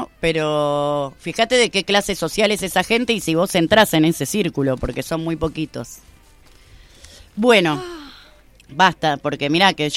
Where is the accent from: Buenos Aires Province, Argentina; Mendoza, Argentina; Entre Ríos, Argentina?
Entre Ríos, Argentina; Concordia; Quiero contarles que vengo de Concordia, que en el 2001 fue declarada la ciudad más pobre de la Argentina.